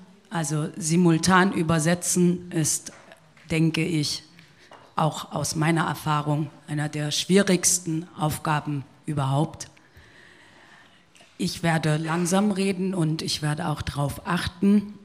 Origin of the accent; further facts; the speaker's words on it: Siegen, North Rhine-Westphalia, Germany; Ich bin in Deutschland geboren, in Nordrhein-Westfalen, in einer kleinen Stadt namens Siegen, auch 1978. Und ich bin in Deutschland aufgewachsen